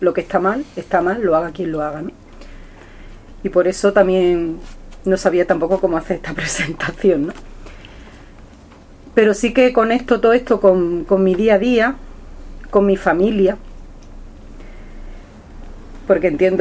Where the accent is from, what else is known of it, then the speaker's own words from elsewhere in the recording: Fuentes de León, Extremadura, Spain; una majá en Zufre o en mi pueblo, que es Fuentes de León, es un lugar donde se guardan animales